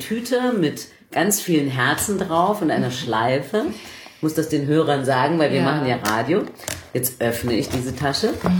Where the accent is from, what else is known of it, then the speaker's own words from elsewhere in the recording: Bavaria, Germany; In Bayern, da wo ich herkomme